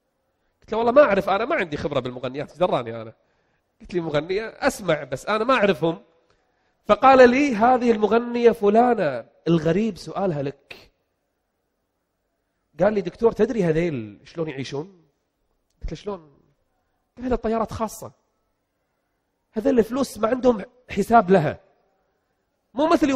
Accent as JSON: {"language": "Arabic", "country": "Kuwait", "said": "جاي من بلدي الكويت لبلد الخبر يعني أنا في النهاية ما سافرت يعني جاي من بلدي إلى بلدي"}